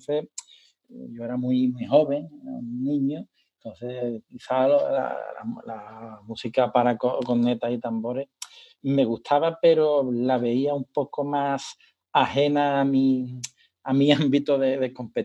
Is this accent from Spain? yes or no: yes; Seville, Andalusia, Spain; Simplemente que como soy sevillano, pues yo no conozco a ningún músico sevillano con un mínimo de sensibilidad